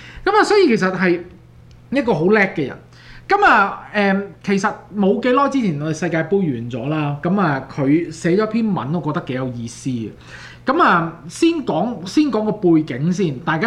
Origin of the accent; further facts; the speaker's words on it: Canada; 因為始終我哋都加拿大人